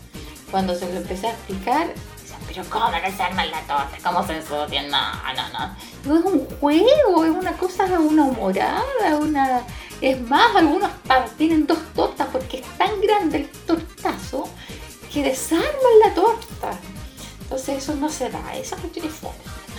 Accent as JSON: {"language": "Spanish", "country": "Chile", "said": "Porque los chilenos somos súper apasionados con el himno nacional cuando juega nuestra selección."}